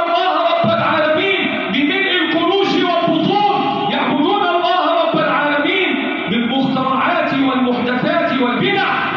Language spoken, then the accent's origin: Arabic; Egypt; اللهم احفظ بلدنا مصر وسائر بلاد